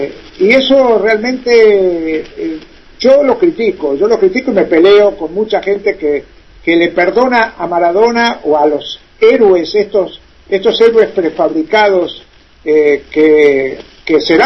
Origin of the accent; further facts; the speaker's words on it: Argentina; yo soy muy crítico, por ejemplo, con una figura que en mi país es un dios, y en el mundo también.